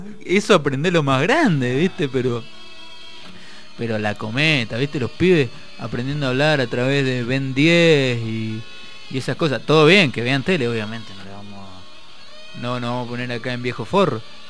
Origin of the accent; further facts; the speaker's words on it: Mendoza, Argentina; Imagínate a mí que soy de Mendoza, mucho más húmedo. ¿Querés que te hable un mendocino básico?